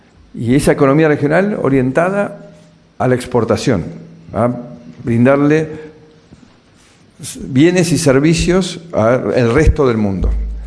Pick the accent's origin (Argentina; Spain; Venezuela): Argentina; Y los argentinos, como los brasileños les debe pasar, nos sentimos capaces, talentosos